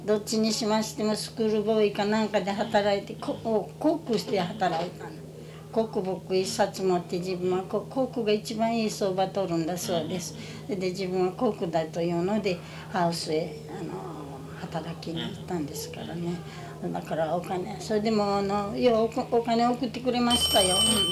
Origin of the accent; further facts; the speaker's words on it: Okayama, Japan; 私ども、私は岡山市ですよ。